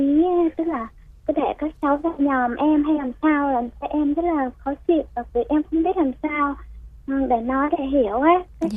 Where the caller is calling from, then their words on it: Dĩ An, Bình Dương, Vietnam; em đang ở Dĩ An, Bình Dương ạ.